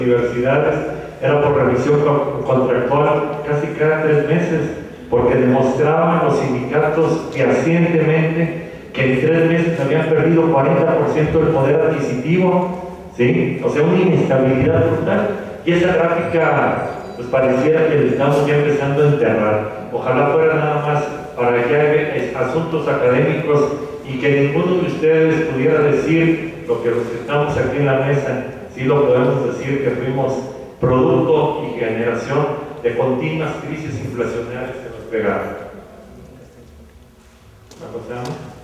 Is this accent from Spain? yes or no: no; Mexico; Nos encanta como mexicanos meternos en círculos viciosos, ¿sí?